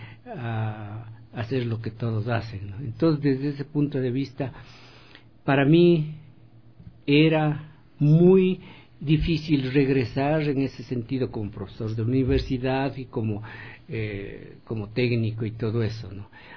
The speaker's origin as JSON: {"language": "Spanish", "town": "Quinchucajas", "region": "Pichincha", "country": "Ecuador", "tie": "born there", "also_born_or_lived": "Cayambe", "said": "yo nací en Quinchucajas, que está es que es un caserío que está entre Cayambe y Casio Otavalo, ¿no? Entonces yo salí de este caserío"}